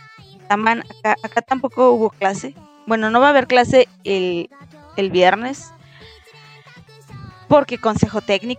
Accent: Aguascalientes, Mexico; Soy de México, del hermoso estado de Aguascalientes, ahí vivo yo, lejos del Popocatépetl. Lejos de la ceniza volcánica.

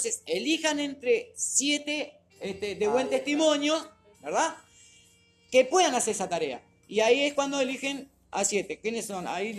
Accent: Uruguay; Pero somos uruguayos.

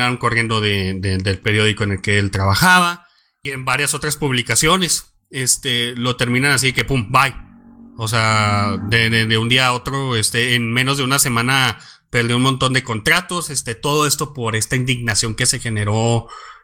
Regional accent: Mexico; yo quiero diseminar esto especialmente en mi país ahora que entró el nuevo presidente legítimo, Andrés Manuel López Obrador, AMLO

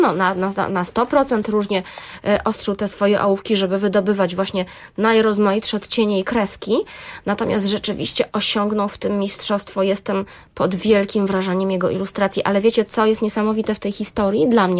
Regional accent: Gdańsk, Pomeranian Voivodeship, Poland; ja właśnie jestem też gdańszczanką, mieszkam w Gdańsku

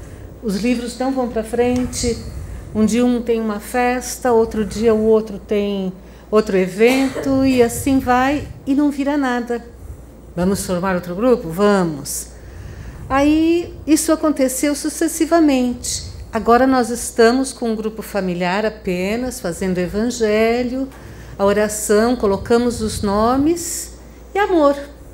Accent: Franca, São Paulo, Brazil; Eu sou de Franca, São Paulo.

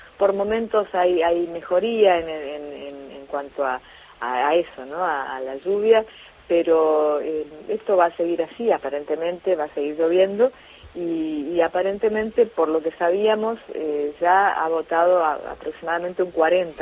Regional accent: Resistencia, Chaco, Argentina; nosotros que somos chaqueños, en mi caso, bueno, soy chaqueña, soy nacida en Resistencia

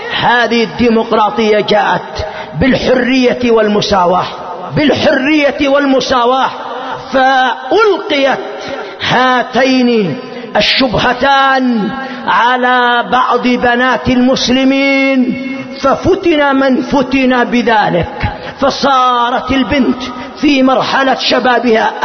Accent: Yemen; ما حصل عندنا في اليمن قبل مدة قريبة

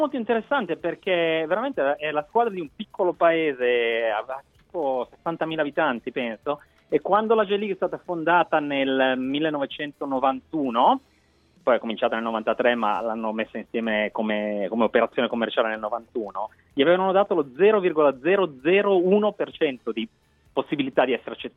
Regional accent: Naples, Campania, Italy; now in Tokyo, Japan; Napoletano verace.

